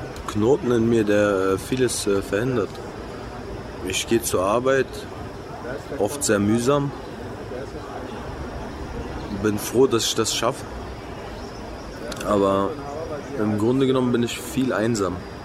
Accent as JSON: {"language": "German", "region": "Berlin", "country": "Germany", "tie": "born or raised there", "lives_now": "Kosovo", "said": "Ich lebe hier. Natürlich ist Berlin meine Heimat. Da bin ich aufgewachsen. Da ist der einzige Ort, wo ich mich wirklich zu Hause fühle."}